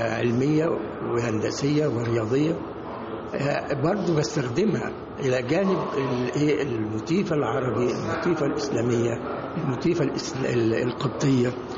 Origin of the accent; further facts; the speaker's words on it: Egypt; فأنا طبعا كمصري عايش في بيئتي